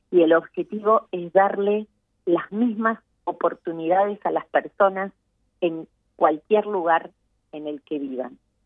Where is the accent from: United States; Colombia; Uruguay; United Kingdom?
Uruguay; que tenemos como uruguayos, como ciudadanos, no importa en el lugar que estemos